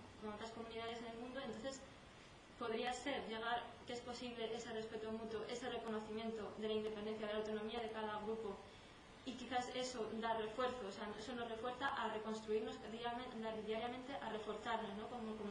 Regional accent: Mexico; now in Spain; Yo desde que vine de México me vine con la idea también de construir

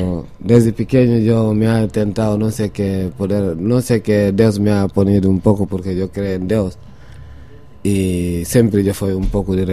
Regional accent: Guinea-Bissau; moved away; Como yo soy si yo te digo, soy de Guinea-Bissau, ¿sabes? Y yo he llegado a Europa con mi profesión, llegar a trabajar.

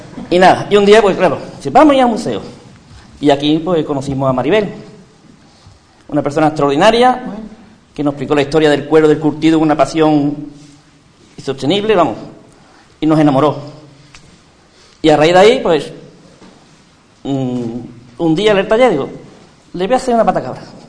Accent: Utrera, Andalusia, Spain; yo soy de Utrera, pero mi madre es de Ubrique.

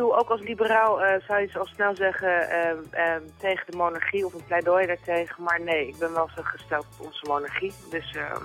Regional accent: Netherlands; Ja, op ons als Nederlanders bedoel je?

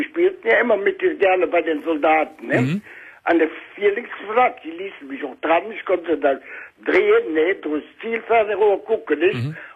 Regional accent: Bensberg, North Rhine-Westphalia, Germany; Ich bin ja aus Bensberg, ne?

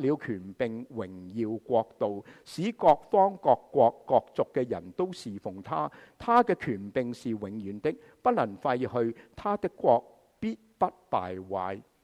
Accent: China; 我们中国人就会说是貔貅

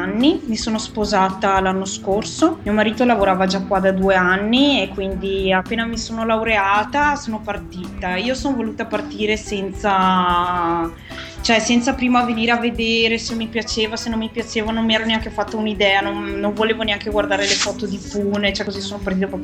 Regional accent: Padua, Veneto, Italy; also born or lived in Bologna; Io sono di Padova.

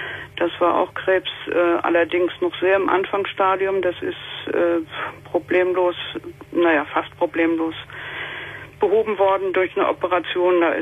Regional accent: Schleswig-Holstein, Germany; werde also in meine alte Heimat nach Schleswig-Holstein ziehen.

